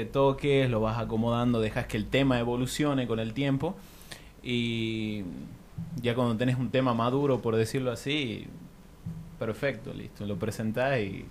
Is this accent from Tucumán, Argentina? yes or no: yes; Tucumán, Argentina; now in La Rioja, Argentina; yo soy de Tucumán, aclaro, cuando me vengo acá a La Rioja